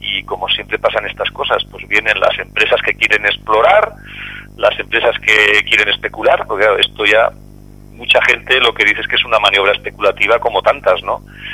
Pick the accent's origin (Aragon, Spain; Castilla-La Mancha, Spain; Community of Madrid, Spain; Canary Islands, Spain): Aragon, Spain; Teruel; yo soy de Teruel, es una zona que conozco geológicamente